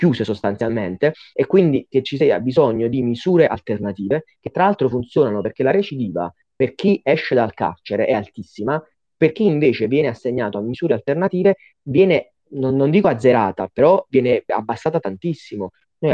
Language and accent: Italian; Naples, Campania, Italy; Io sono di Napoli